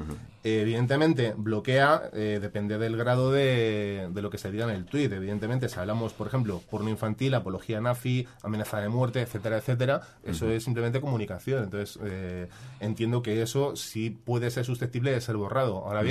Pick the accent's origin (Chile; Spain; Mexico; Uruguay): Spain; yo soy un ciudadano español